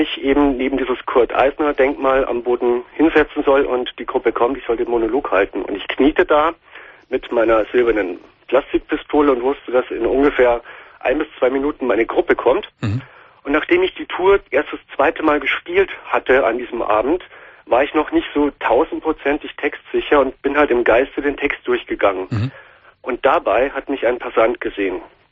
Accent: Munich, Bavaria, Germany; Und ich spiele derzeit in meiner Heimatstadt, also in Bayern, in München

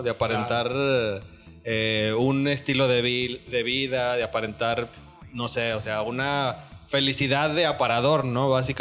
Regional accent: Mexico; lo doble moral que muchas veces podemos ser como mexicanos, ¿no?

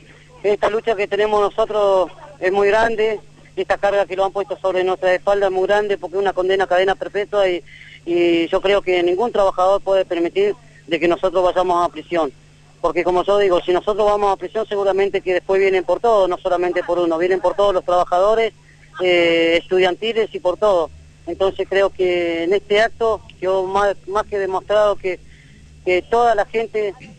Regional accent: Las Heras, Santa Cruz, Argentina; yo soy nativo de Las Heras, tengo mi familia en Las Heras

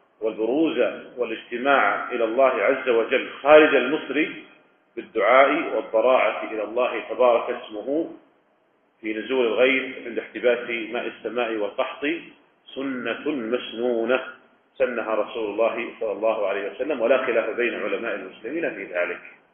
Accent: Riyadh, Riyadh Province, Saudi Arabia; يعني مثلا لو كان عندنا في الرياض مثلا

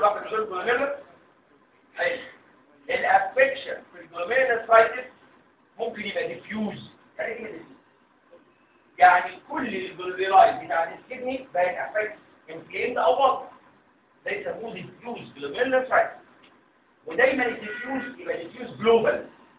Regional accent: Egypt; لكن اشهر سبب للرينال فيلير عندنا في مصر هو ايه؟

